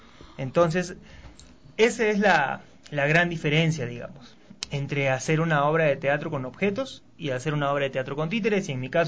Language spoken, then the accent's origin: Spanish; Ilo, Moquegua, Peru; born there; Él hizo su vida, toda su vida en Perú, primero en Lima y luego en el puerto de Hilo, que es donde yo nací, pues el puerto de Hilo, que es un puerto al sur del Perú.